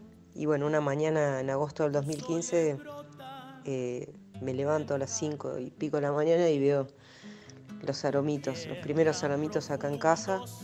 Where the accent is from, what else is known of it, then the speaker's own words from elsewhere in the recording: Buenos Aires, Argentina; born there; also born or lived in Spain; now in San Esteban, Argentina; Vivo en San Esteban, aquí cerquita, y bueno, nací en Buenos Aires, y después, cuando ya me independicé un poco, empecé a viajar mucho. Viví 10 años en España, que mi familia es de ahí, mi mamá es andaluza, de Sevilla.